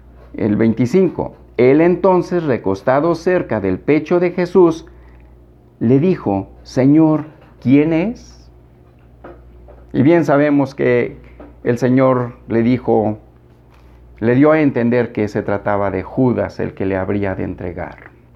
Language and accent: Spanish; Mexico; aquí tal vez como mexicanos somos muy dados a hacer señas, ¿verdad?